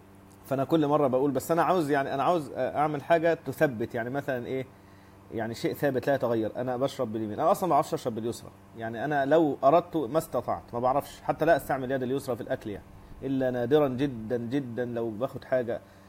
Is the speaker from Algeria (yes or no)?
no; Egypt; طبعا المصريين بيسموه موز بلبن، وانا مصري فالمفروض اقول موز بلبن